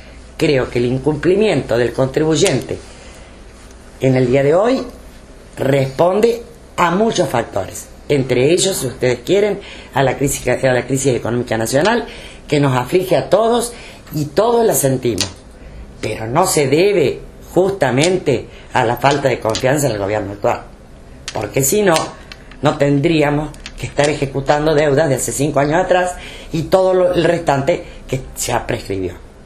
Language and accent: Spanish; Argentina; lo que yo creo es que primero somos argentinos.